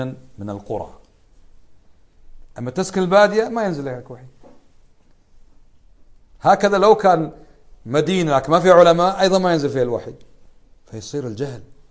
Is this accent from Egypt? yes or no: no; Kuwait; في بلادنا الكويت لا تباع الخمور